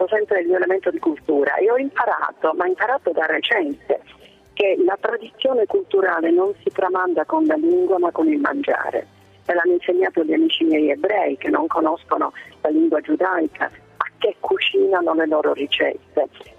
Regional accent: Sicily, Italy; io sono siciliana, la Sicilia è una terra di frontiera.

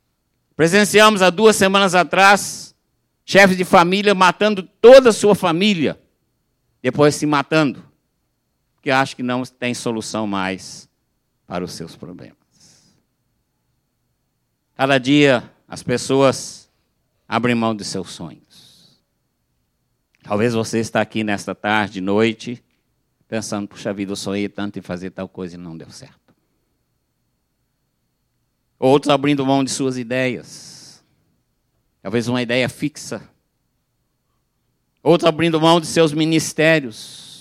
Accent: São Paulo, Brazil; Eu sou do interior de São Paulo, tá? Da região que fala Porta.

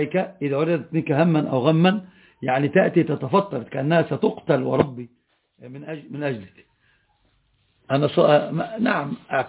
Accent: Upper Egypt, Egypt; أنا صعيدي، مشكلتي لطبعي ما أدري

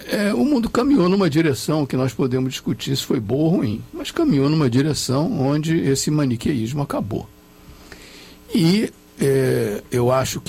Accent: Brazil; nós todos fomos criados aqui no Brasil numa visão

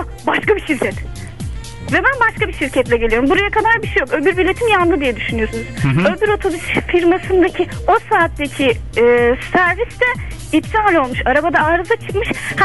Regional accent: Antalya, Turkey; Ben Antalyalıyım.

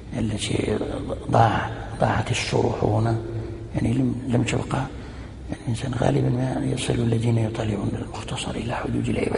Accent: Morocco; فنزل ونزل في مدينة سلا عندنا في المغرب الأقصى

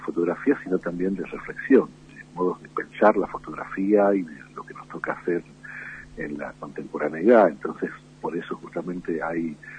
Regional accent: Misiones, Argentina; also born or lived in Jujuy; now in Tucumán, Argentina; Yo nací en Jujuy, aunque no viví nunca en Jujuy. Yo viví en la provincia de Misiones y vivo desde el año 73 en Tucumán, o sea, hace mucho.

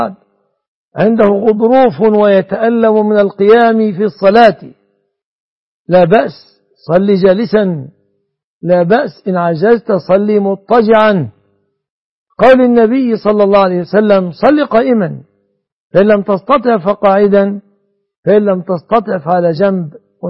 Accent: Egypt; كما أسأل الله أن يحفظ بلادنا مصر

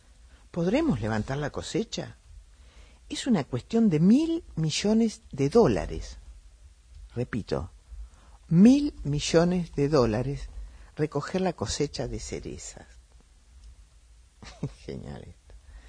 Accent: Argentina; lo que yo quería contarle es un tema que tiene que ver con nosotros los argentinos

